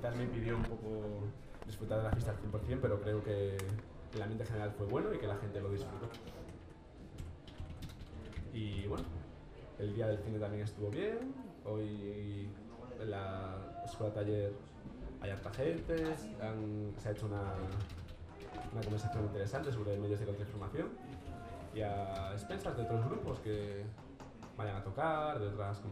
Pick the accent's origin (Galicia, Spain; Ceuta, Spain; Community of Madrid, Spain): Community of Madrid, Spain; Móstoles; moved away as an adult; now in Chile; Bueno, hola … vengo de Móstoles, un barrio de clase trabajadora de la periferia de Madrid. Estoy en Chile estudiando con una beca en la universidad